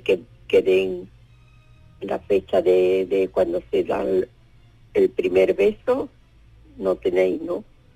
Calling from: Seville, Andalusia, Spain; de Sevilla

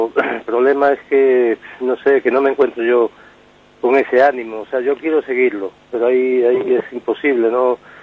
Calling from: Vigo, Galicia, Spain

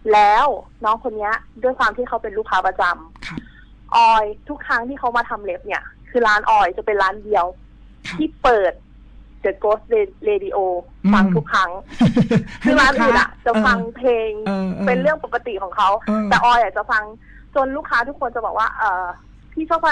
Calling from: Pathum Thani, Thailand

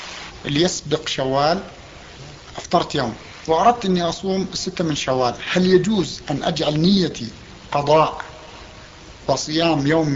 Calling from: Canada; ثم أرسلته الفلوس أنا من كندا فوصلت بعد العيد

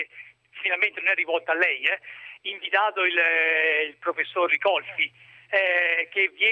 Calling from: Ancona, Marche, Italy; io mi trovo da Ancona, non sono di Ancona, ma mi trovo da Ancona.

